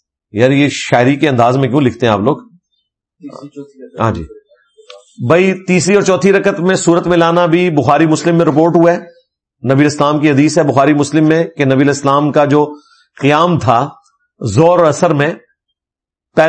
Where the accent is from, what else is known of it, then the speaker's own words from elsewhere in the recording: Karachi, Sindh, Pakistan; میں کراچی سے ہوں, ہمارے شہر میں ڈکیتیاں بہت ہوتی ہیں